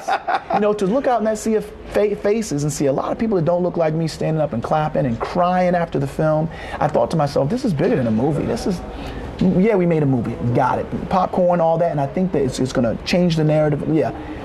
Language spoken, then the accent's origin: English; Norfolk, Virginia, United States; You know, I grew up in Norfolk, Virginia, about 42 miles east of Southampton County, where the revolt happened.